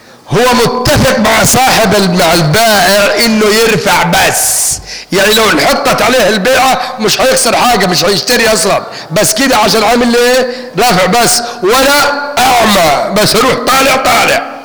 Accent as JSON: {"language": "Arabic", "country": "Yemen", "said": "واحنا يمنيين والمصريين دمنا واحد ودمنا مشترك"}